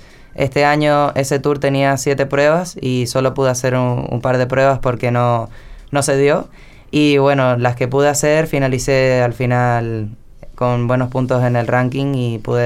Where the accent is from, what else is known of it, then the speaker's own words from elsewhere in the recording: Canary Islands, Spain; also born or lived in Maldonado, Uruguay; Nací aquí en Maldonado. Nací en el 97. Me fui a vivir, cuando tenía 6 años, me fui con mi madre a vivir a Europa. Me fui a vivir a las Islas Canarias. Y crecí ahí hasta hace un par de años que empecé a competir por Uruguay